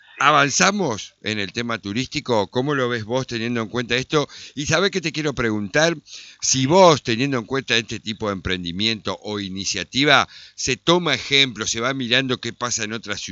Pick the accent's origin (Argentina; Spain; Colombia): Argentina; Concordia, Entre Ríos; y eso que soy de acá de Concordia.